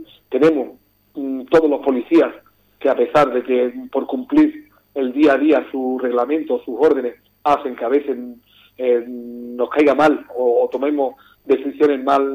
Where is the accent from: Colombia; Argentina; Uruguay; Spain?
Spain; Ubrique, Andalusia; yo estoy muy orgulloso cuando salgo de Ubrique de hablar de mi pueblo